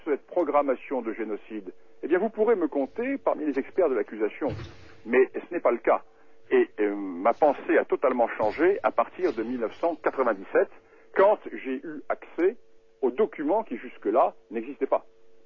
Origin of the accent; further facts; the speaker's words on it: France; Moi, je suis français.